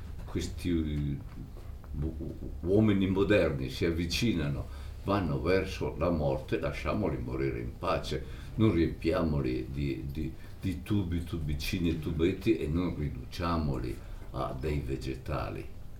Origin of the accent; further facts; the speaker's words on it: Reggio Emilia, Emilia-Romagna, Italy; born there; anch'io sono nato a Reggio Emilia